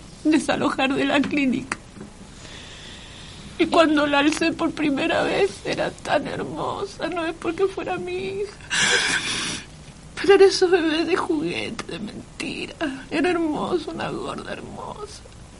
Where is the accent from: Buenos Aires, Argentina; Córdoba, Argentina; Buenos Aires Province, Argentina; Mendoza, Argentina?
Mendoza, Argentina; yo soy de Mendoza